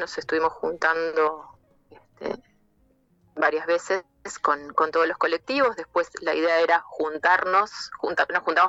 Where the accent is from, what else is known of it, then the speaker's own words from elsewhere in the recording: Montevideo, Uruguay; del barrio donde nosotros somos de Pueblo Victoria